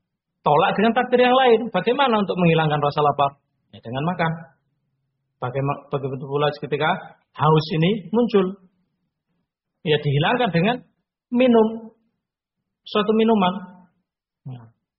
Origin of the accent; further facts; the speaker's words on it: Ngawi, East Java, Indonesia; Kalau terdengar misalkan di Sragen terjadi wabah, kita orang Ngawi jangan masuk ke sana.